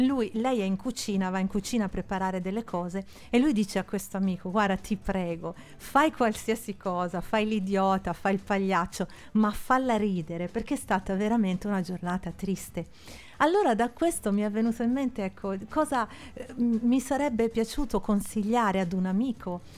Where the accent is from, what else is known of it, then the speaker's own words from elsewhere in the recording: Florence, Tuscany, Italy; now in Milan, Italy; Io, ahimè, sono di Firenze, ma vivo a Milano.